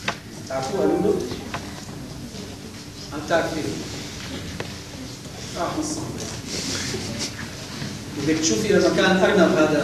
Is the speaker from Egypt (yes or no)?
no; Syria; كنا قاعدين احنا اساتذه كبار من سوريا للقلبيه